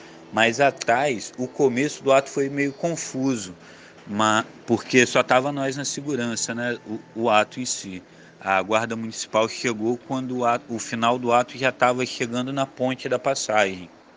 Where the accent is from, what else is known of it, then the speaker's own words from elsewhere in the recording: Espírito Santo, Brazil; sou capixaba, sou militante do movimento de atingidos por barragens